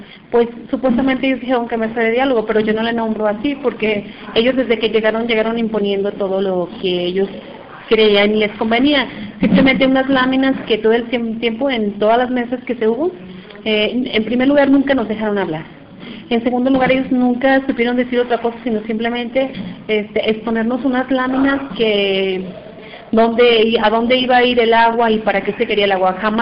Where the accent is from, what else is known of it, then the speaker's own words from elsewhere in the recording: Temacapulín, Jalisco, Mexico; vengo de la comunidad de Temacapulín.